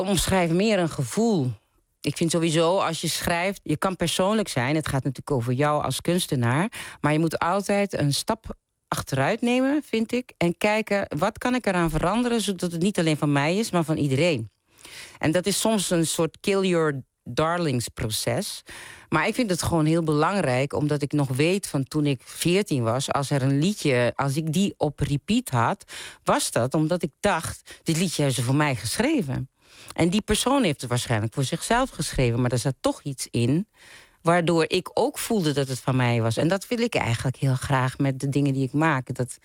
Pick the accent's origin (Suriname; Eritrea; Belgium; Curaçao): Curaçao; now in Groningen, Netherlands; Ik ben opgegroeid op Curaçao. En daar is het eigenlijk nooit stil, er is altijd muziek.